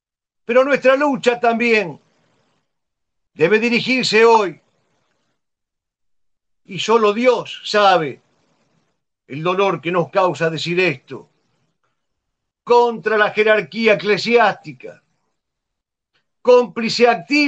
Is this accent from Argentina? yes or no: yes; Argentina; born there; Nacimos en la Argentina, no queremos vivir en Stalingrado.